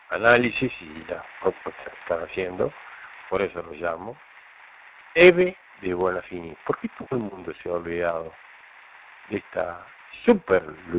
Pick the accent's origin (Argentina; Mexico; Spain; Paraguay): Argentina; Chascomús, Buenos Aires Province; de Chascomús. Abrazo.